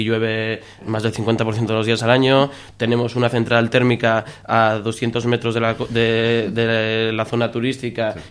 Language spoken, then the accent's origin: Spanish; Gijón, Asturias, Spain; O sea, sí, yo soy de Cimavilla, vivo en Cimavilla.